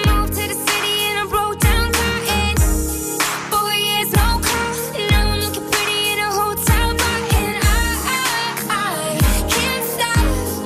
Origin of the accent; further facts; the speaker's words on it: France; Parce que déjà, je suis français